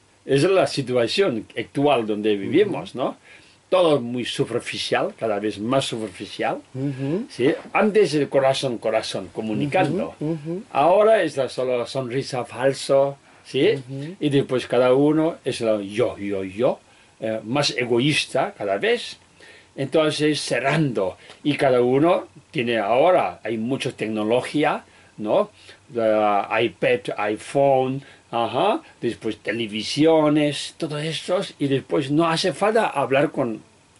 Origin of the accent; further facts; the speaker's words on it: Tibet, China; Spanish is a second language; soy un humano en este mundo que nació en Tíbet, soy tibetano, no soy chino, ¿sabes? Porque mis padres, mis abuelos son tibetanos, tibetano, y después nací en Tíbet